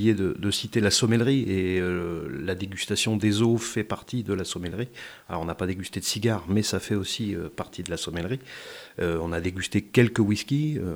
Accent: Chinon, Centre-Val de Loire, France; born there; Je suis né à Chinon. Il y a plus d'une cinquantaine d'années

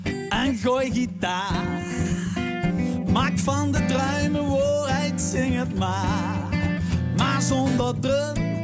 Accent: Venlo, Limburg, Netherlands; En die gaat over een nachtcarnaval in Venlo, de stad waar ik vandaan kom.

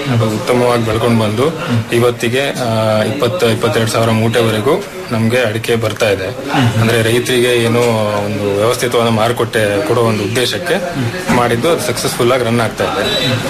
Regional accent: Sirsi, Karnataka, India; ಮೂಲತಃ ನಾನು ಕೂಡ ಸಿರಿಸಿಯವನೇ

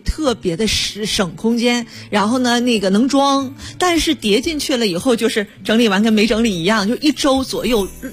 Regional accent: Beijing, China; 我们北京人

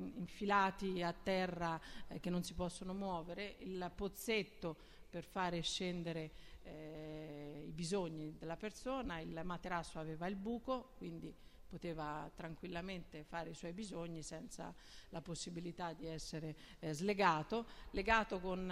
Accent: Tuscany, Italy; io che sono toscana

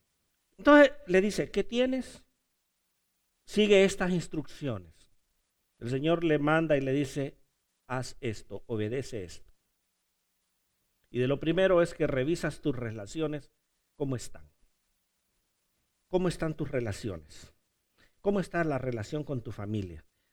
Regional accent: Honduras; Es que soy hondureño, ay, perdonen.

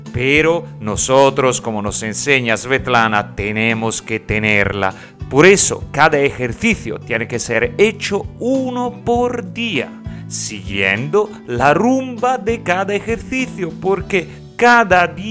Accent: Italy; Spanish is a second language; Cuando a un americano le digo que soy italiano

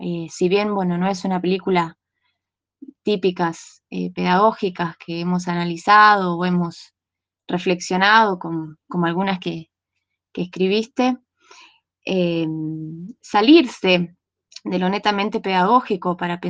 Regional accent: Las Lajas, Neuquén, Argentina; de Las Lajas, provincia de Neuquén.

